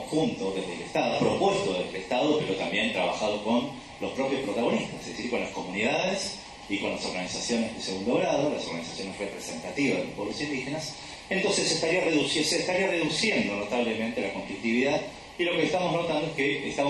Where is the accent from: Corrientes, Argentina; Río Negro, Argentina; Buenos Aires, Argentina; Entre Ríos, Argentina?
Río Negro, Argentina; also born or lived in Bariloche; Río Negro, la provincia de donde yo vengo, también viví muchos años en Bariloche